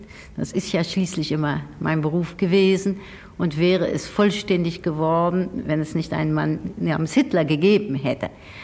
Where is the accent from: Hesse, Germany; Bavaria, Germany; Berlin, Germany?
Berlin, Germany; Wenn ich es sagen darf, ich rechne mich nicht zu Deutschland, aber zu Berlin.